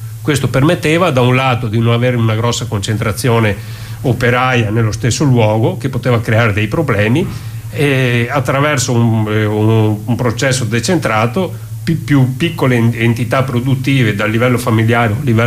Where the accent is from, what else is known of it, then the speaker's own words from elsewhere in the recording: Veneto, Italy; Noi siamo del Veneto.